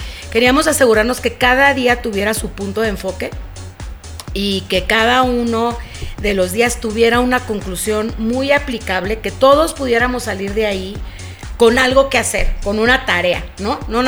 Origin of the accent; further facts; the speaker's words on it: Mexico; cuánto nos cuesta a ti y a mí como mexicanos estar soportando esa situación